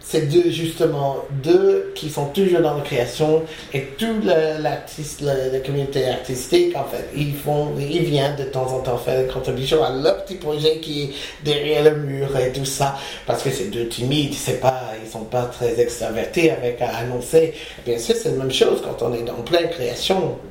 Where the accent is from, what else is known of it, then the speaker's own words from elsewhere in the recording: United States; moved away as an adult; now in France; je suis venu des États-Unis au début des années 80 pour étudier avec le Mime Marceau.